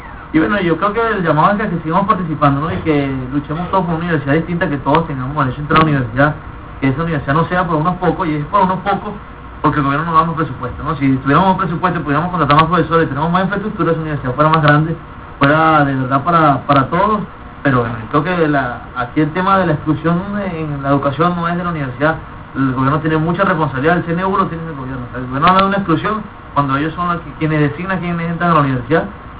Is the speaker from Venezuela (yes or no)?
yes; Venezuela; todos somos venezolanos, todos vivimos los mismos males, unos más que otros